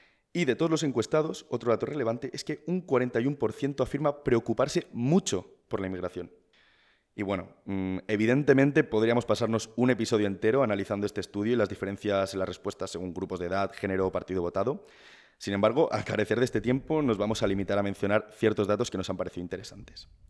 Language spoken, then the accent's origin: Spanish; Balearic Islands, Spain; now in Madrid, Spain; Pascu y yo, como ya dijimos en el primer programa, somos ambos de Mallorca.